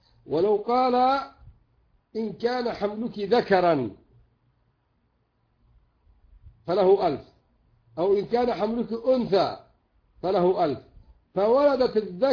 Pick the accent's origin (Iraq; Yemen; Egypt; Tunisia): Yemen; وعندنا في اليمن مثلا على الحمار فقط